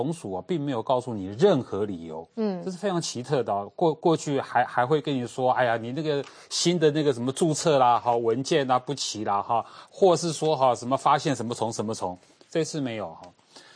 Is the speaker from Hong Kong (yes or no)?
no; Taiwan; 啊，不是，我们台湾一定要，我们其实不止农渔民，我们各行